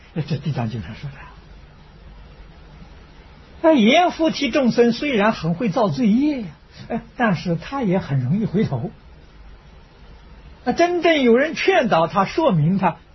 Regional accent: China; 与我们中国人特别有缘分

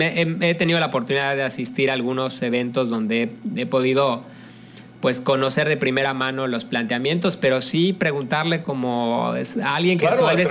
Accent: Mexico; Y yo creo que como mexicanos sí nos merecemos un buen gobierno, ¿no?

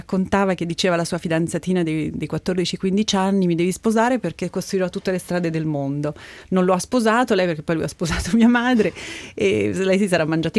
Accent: Todi, Umbria, Italy; Sono nata nel 66 in Umbria. E nata e cresciuta in un piccolissimo paesino, una frazione di Todi che si chiama Cecanibbi, 150 anime, come si suol dire, e i primi 5 anni della mia vita li ho passati lì

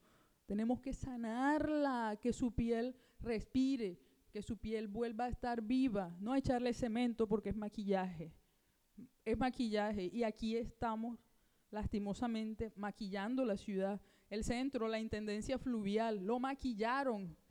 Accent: Barranquilla, Atlántico, Colombia; Y bueno, siempre estuve acá en Barranquilla, soy de acá de Barranquilla

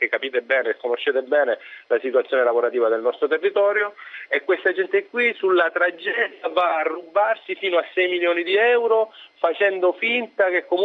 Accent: Sicily, Italy; io sono siciliano, sono della provincia di Messina.

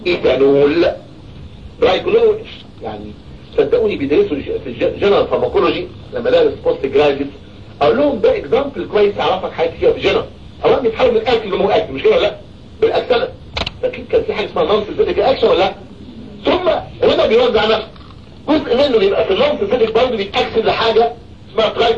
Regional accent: Egypt; نقطة انتقاد عندنا في مصر

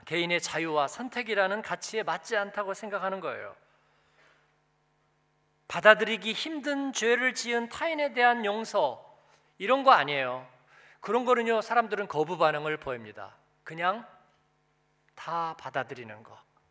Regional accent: South Korea; 저는 한국인이

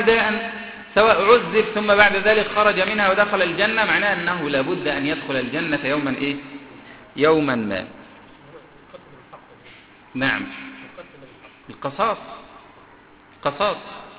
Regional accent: Egypt; اللي عندنا في مصر

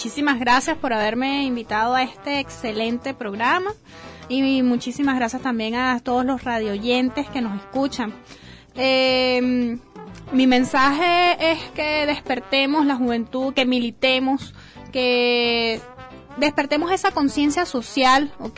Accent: Venezuela; la integración que tenemos que tener como venezolanos, porque si no estamos unidos no vamos para ningún sitio

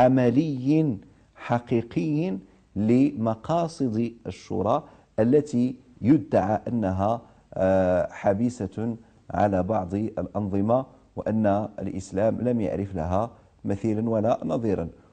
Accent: Morocco; لأحد المؤرخين عندنا في المغرب

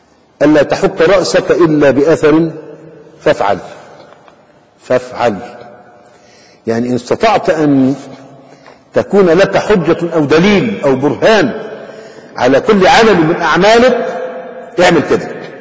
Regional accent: Egypt; لكن عندنا في مصر مثلا

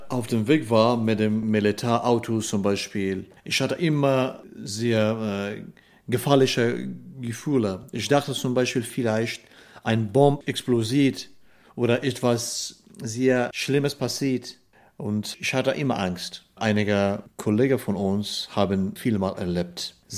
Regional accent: Kunduz, Afghanistan; German is a second language; Meine Eltern sind in unserem Dorf geboren, aufgewachsen und dann sie sind nach Kunduz umgezogen, aber ich bin selbst in Kunduz geboren.

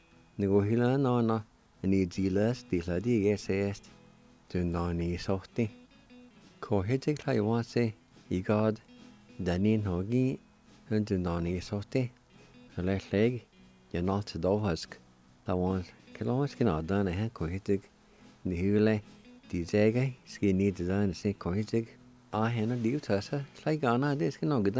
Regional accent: Jay, Oklahoma, United States; when I grew up around Jay, around Piney area, I don't remember us doing that.

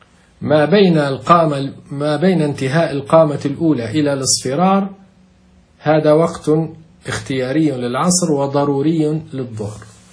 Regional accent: Libya; نحن نقول عندنا في ليبيا نقول الظل يموت

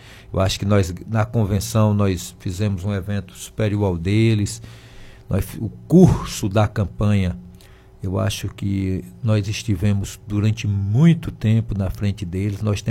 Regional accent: Campos Sales, Ceará, Brazil; aos meus conterrâneos da minha terra. Conterrâneo da minha terra foi legal

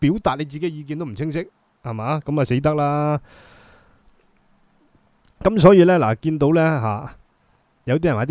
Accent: Hong Kong; born there; 我喺香港出世啊。

